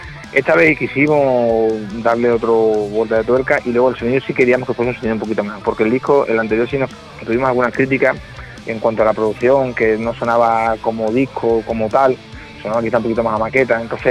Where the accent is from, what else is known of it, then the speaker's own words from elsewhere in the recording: Badajoz, Extremadura, Spain; somos de Extremadura, del sur de Extremadura, de Badajoz. Aquí el flamenco se lleva bastante